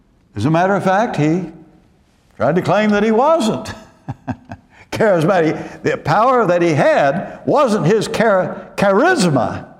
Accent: Dallas, Texas, United States; I used to think when I came from Dallas and I got down here

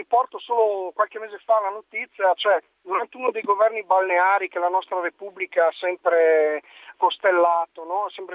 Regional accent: Bolzano, Trentino-Alto Adige, Italy; io sono di Bolzano

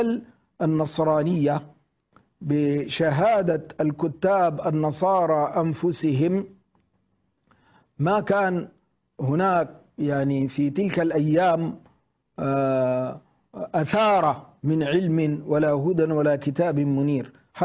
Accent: Sudan; يشبه ما هو حاصل عندنا في الجنوب، في جنوب السودان

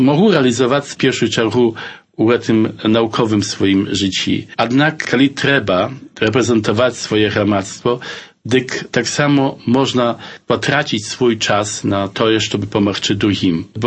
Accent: Aleksicze, Podlaskie Voivodeship, Poland; also born or lived in Białystok; Народився я в Білостоку, хоча дитинство провів у вісці Олексійчі побач Забудова. Там жили мої батьки, там я окончив початкову школу в Олексійчах і пазній тільки поїхав у Білосток і там почав науку у технічному ліцеї.

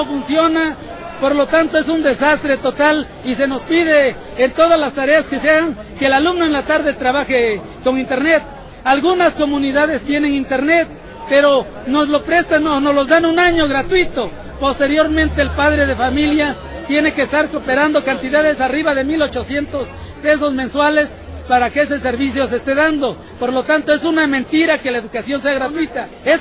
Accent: Mexico; nosotros nos identificamos como mexicanos. Si nosotros nos sentimos mexicanos, vamos a luchar porque este país progrese

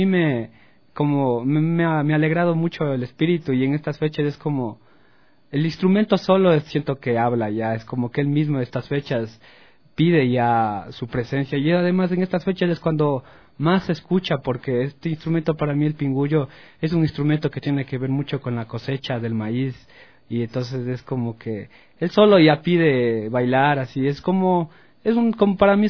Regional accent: Pichincha, Ecuador; en mi pueblo, en alrededor del Ilaló.

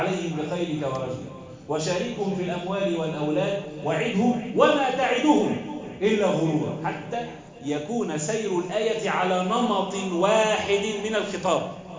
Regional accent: Egypt; واحفظ بلدنا مصر وسائر بلاد

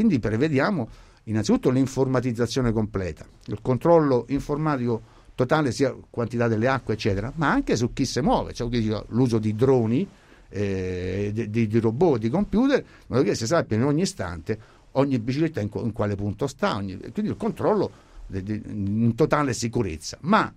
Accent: Latina, Lazio, Italy; Noi veniamo da Latina

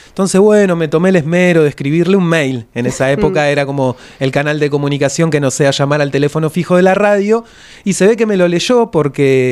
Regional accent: Berisso, Buenos Aires Province, Argentina; now in La Plata, Argentina; Yo soy de Berisso. Hay una frontera, hay una frontera ahí simbólica y habitacional. Y bueno, me tocó venirme para estos lados de La Plata, corazón de manzana también.

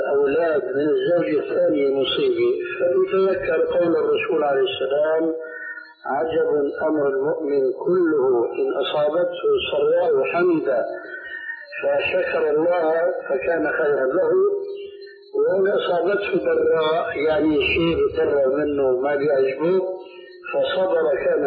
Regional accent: Syria; عندنا في سوريا

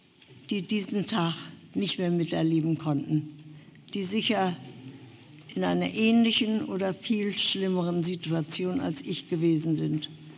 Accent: Austria; moved away as an adult; now in East Germany; dass die Privilegien, die wir hatten als Österreicher, dass das nicht gut war unter den Kollegen. Wir konnten immer nach Österreich fahren zum Urlaub und Berge steigen dort

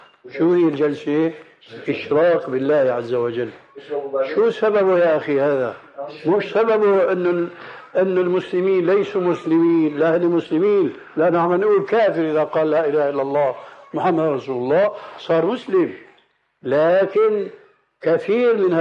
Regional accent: Levant, Syria; ونحن عندنا في الشام

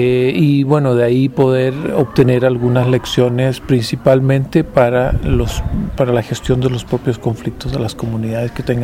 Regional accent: Chile; vengo de Chile

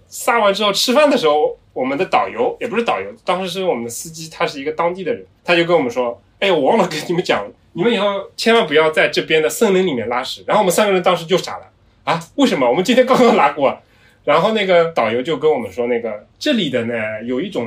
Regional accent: China; 但是我们中国人发 ri 啊 ra 啊，它基本上都没有什么问题了，对吧？

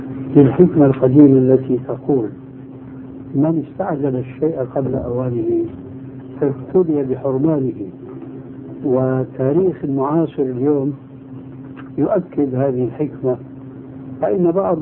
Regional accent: Syria; أنا أذكر من تاريخ حياتي هناك في سوريا

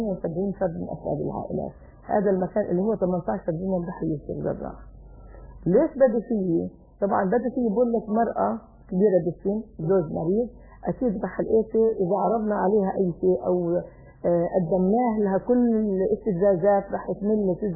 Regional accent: Jerusalem, Palestine; بالبلد القديمة قرب المسجد الأقصى، ولكن كنت أخرج من الباب على الأقصى مباشرة. ترعرعنا في هذا المكان، تربينا بهذا المكان، لهينا بهذا المكان، تعبدنا في هذا المكان.

